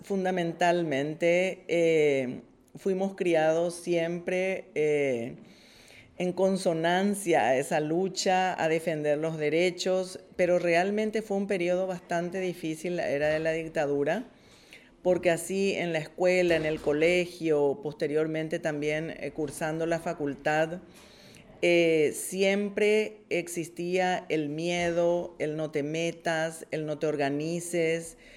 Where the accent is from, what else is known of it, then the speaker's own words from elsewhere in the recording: Asunción, Paraguay; vengo de Paraguay, soy de Asunción, soy educadora